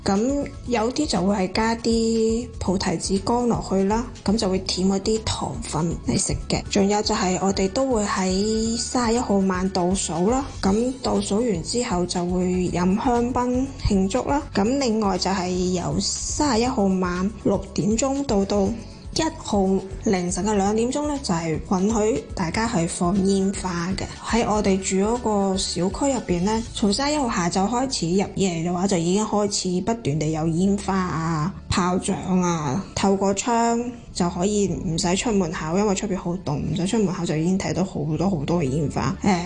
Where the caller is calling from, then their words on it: Netherlands; 三位主持同埋听众大家好，我是荷兰的